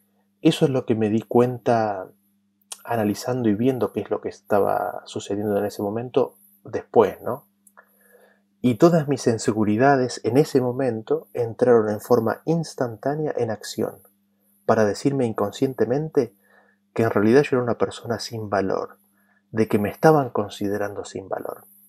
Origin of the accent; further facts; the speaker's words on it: Argentina; Durante muchos años viví en otro país que era muy diferente a mi país de origen. De donde yo soy, de Argentina